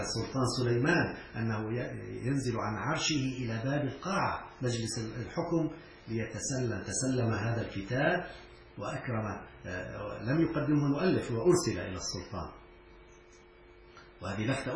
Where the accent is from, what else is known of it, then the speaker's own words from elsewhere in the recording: Syria; وأنا كنت أستغرب نحن عندنا في سوريا إلى الآن